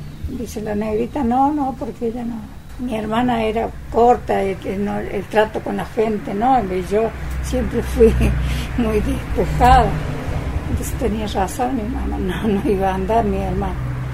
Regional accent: Mina Clavero, Córdoba, Argentina; born there; Yo nací en Mina Clavero. Después, cuando me casé, mi esposo había alquilado una casita en San Huberto, y ahí vivimos 10 años en esa casita.

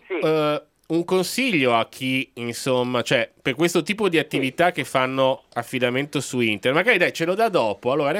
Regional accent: Milan, Lombardy, Italy; io ragiono da milanese.

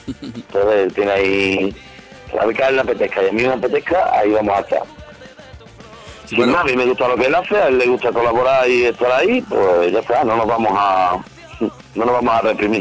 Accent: Andalusia, Spain; No, yo le digo crowdfunding, pero vamos, yo soy andaluz y así lo digo yo.

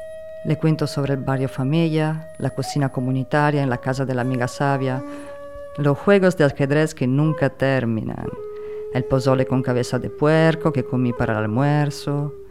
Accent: Italy; si supieran que también soy italiana, me quemarían en el fuego, porque quién sabe si transporto la nueva plaga además de mi pasaporte

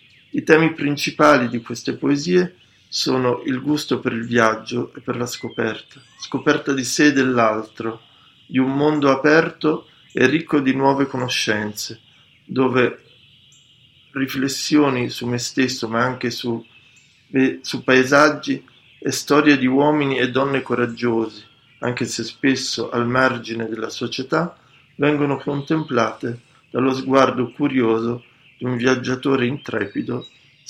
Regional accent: Milan, Lombardy, Italy; born there; sono nato a Milano nel 1965.

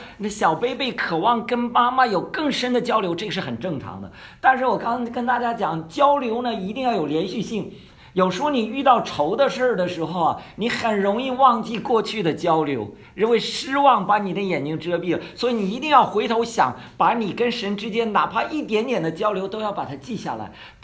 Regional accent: Northeast China, China; 因为我原来是无神论者嘛哈，我对宗教是没有好印象的。我是农村长大的，你知道在东北叫跳大神的哈。

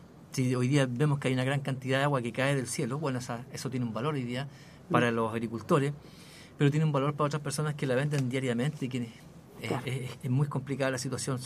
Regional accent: Chile; nosotros como sociedad, como Chile, como chilenos, digo

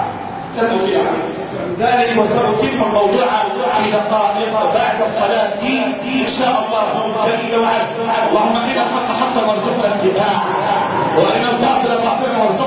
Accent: Egypt; اللهم احفظ لنا بلدنا مصر

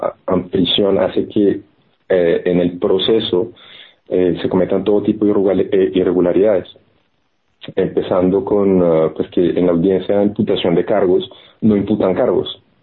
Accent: Florencia, Caquetá, Colombia; en la ciudad, mi ciudad natal, en Florencia, que es la capital pues de la región, Caquetá

